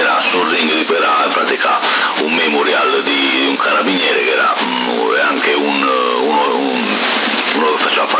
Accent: Porto Torres, Sardinia, Italy; io sono di Porto Torres, però non lo conoscevo

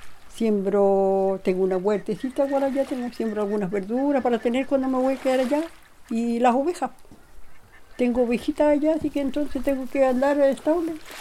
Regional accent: Díaz Lira, Los Lagos, Chile; nacimos nosotros, ellos vivían en Díaz Lira y allá nacimos y nos criamos nosotros todos en la comuna de Keirin, aquí donde yo vivo, al frente, en Díaz Lira. Pues hace muchos años que vivo aquí

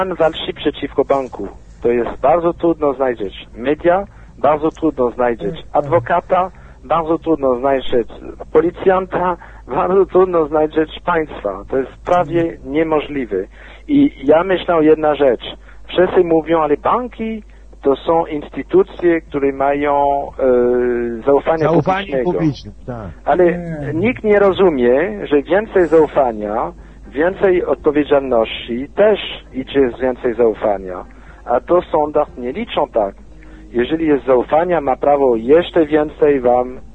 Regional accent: France; Polish is a second language; now in Poland; Ja będąc Francuzem, mogłem wyjechać do Francji.

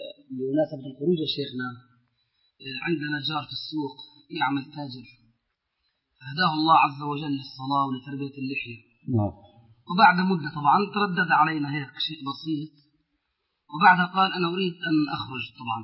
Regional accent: Zarqa, Zarqa Governorate, Jordan; مسجد عمر اللي هو عندنا في الزرقاء

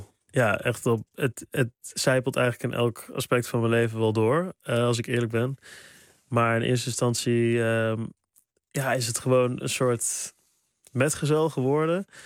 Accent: Sprang-Capelle, North Brabant, Netherlands; ik kom uit Brabant. Ik kom uit Sprangkapelle, klein dorpje.

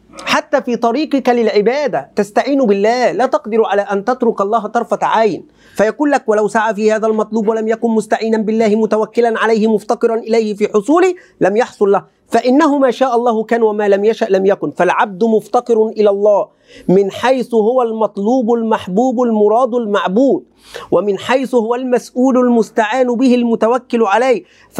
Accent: Egypt; accent: Egyptian; دايما كلمة بقى هذه تأتي على لساني سبحان الله كمصري. اللهجة المصرية تغلب.

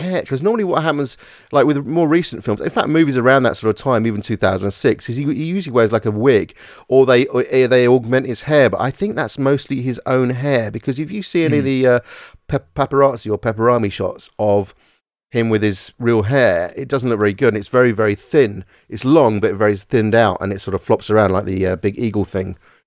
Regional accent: California, United States; I'm from California.

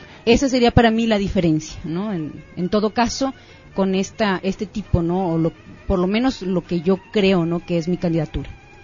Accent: Monterrey, Nuevo León, Mexico; yo nací aquí en Monterrey. Nací y toda mi vida he vivido en la colonia del fraccionamiento Buenos Aires.

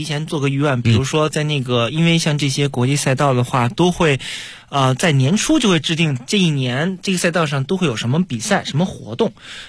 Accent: China; 而且真的就是差一点代表我们中国人获得了他那个组别的就是冠军

